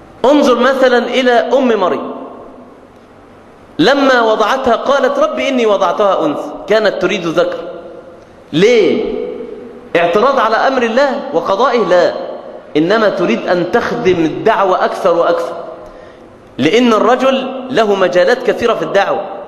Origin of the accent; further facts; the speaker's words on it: Mansoura, Dakahlia, Egypt; بلغة الفلاحين عندنا في المنصورة